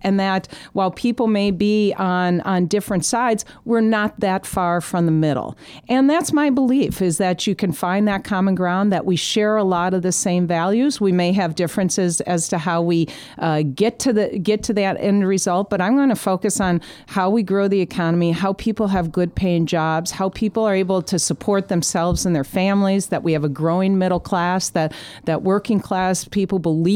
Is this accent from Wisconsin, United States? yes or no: yes; Wisconsin, United States; I love Wisconsin. I'm a fourth generation Wisconsinite, and my great grandparents were farmers